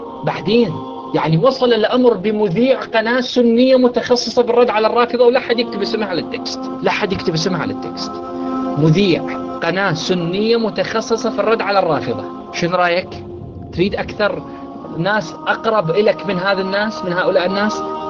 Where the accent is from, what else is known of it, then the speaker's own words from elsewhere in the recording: Iraq; أنا عراقي من سنة العراق